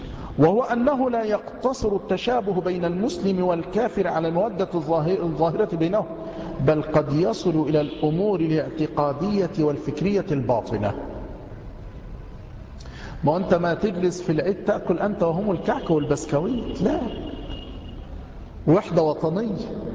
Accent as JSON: {"language": "Arabic", "country": "Egypt", "said": "خاصة عندنا في مصر من نساء مصر"}